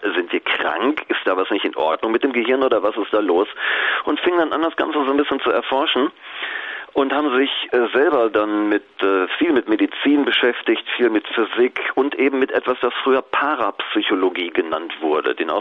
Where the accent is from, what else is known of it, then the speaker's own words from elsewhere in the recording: North Rhine-Westphalia, Germany; Ich bin aufgewachsen im Ruhrgebiet. Da gibt es viele Arbeiter, Stahlfabriken, Zechen und so weiter.